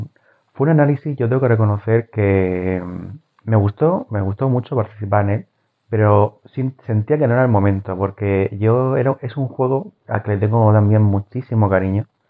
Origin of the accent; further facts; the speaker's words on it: Murcia, Region of Murcia, Spain; Es que yo no tengo dicción, soy de Murcia, entenderme, no tengo dicción, no sé vocalizar bien.